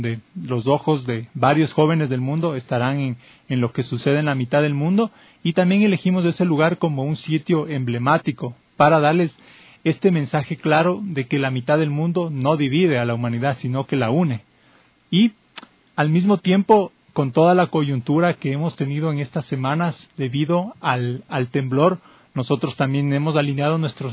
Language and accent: Spanish; Ecuador; las relaciones interculturales que creemos como ecuatorianos podemos darles de ejemplos al mundo